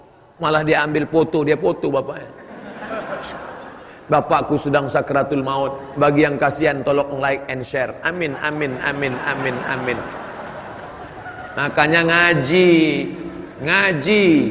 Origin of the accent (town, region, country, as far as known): Sumatra, Indonesia; born there